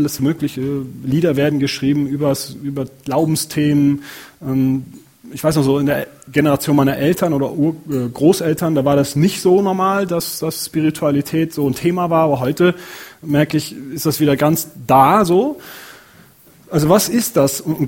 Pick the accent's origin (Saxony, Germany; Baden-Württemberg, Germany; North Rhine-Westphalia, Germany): North Rhine-Westphalia, Germany; Ich selber komme aus der Nähe von Köln. Und da wird wirklich Karneval gefeiert.